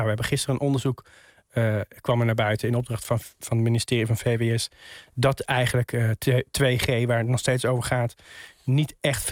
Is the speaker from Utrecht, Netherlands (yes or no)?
yes; Utrecht, Netherlands; ik kom zelf uit Utrecht.